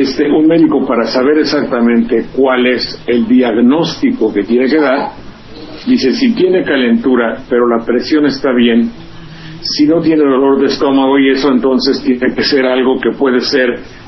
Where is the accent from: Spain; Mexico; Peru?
Mexico; Mexico City; me gusta su tono de voz, porque yo soy de Las Lomas, y entonces, cuando habla como de Las Lomas, eso, hay una identidad.